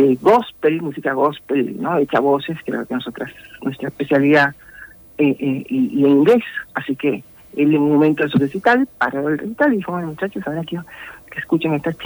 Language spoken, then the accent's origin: Spanish; Costa Rica; en Costa Rica, que es mi país de origen